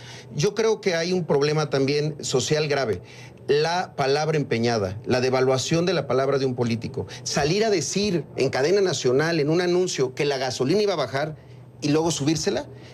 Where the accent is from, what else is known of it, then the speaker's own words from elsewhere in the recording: Chiapas, Mexico; yo soy de Chiapas. Hoy en Chiapas hay 20 puntos en la frontera, en los municipios fronterizos con Guatemala